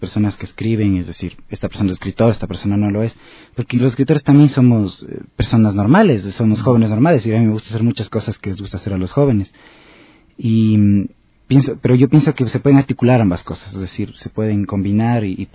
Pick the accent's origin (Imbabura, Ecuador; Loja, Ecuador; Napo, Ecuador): Imbabura, Ecuador; Otavalo; Yo, como soy de Otavalo, estuve todo el tiempo rodeado de tradiciones orales, leyendas que me contaba sobre todo mi abuelo.